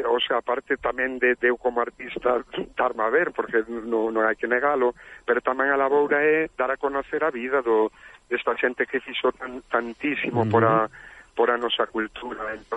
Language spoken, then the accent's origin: Galician; Quiroga, Galicia, Spain; porque eu son de Quiroga